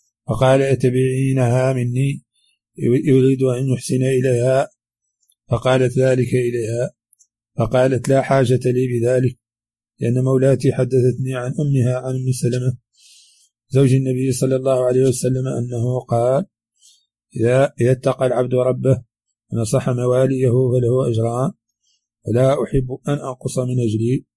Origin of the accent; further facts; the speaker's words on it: Mauritania; accent: Hassaniya; هذه كلمات من لهجتنا الحسانية وردت في هذا الشريط، قد لا يفهمها العربي الفصيح